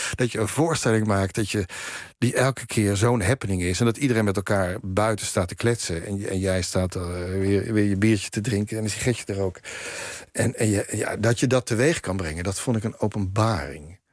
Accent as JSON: {"language": "Dutch", "town": "Haarlem", "region": "North Holland", "country": "Netherlands", "said": "Het werktheater speelde op een gegeven moment bij ons in Haarlem."}